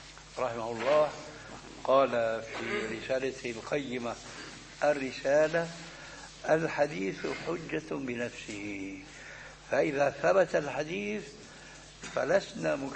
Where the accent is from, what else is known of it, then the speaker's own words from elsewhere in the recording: Syria; بس بدنا كما يقولون عندنا في الشام بدنا نسطح